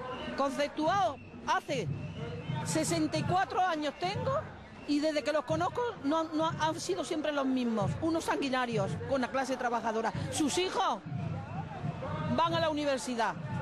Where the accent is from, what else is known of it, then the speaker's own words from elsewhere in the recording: Andalusia, Spain; Yo vengo de Andalucía, la primera huelga que hice la hice con 14 años y todavía estoy en la lucha.